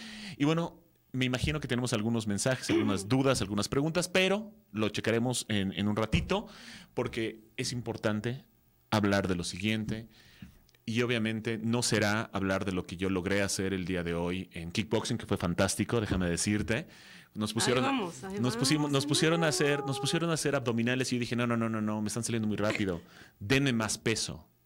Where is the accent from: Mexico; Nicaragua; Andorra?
Mexico; Y como buen mexicano, me colé a la sala 14.